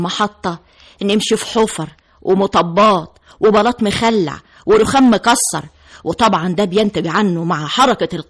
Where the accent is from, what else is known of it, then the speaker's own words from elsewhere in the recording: Aswan, Aswan Governorate, Egypt; مع ارتفاع درجة الحرارة عندنا في أسوان